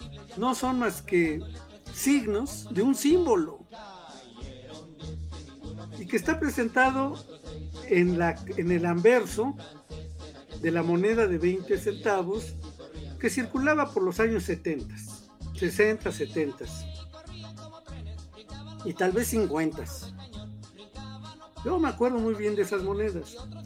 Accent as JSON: {"language": "Spanish", "country": "Mexico", "said": "los mexicanos conocemos más o menos bien"}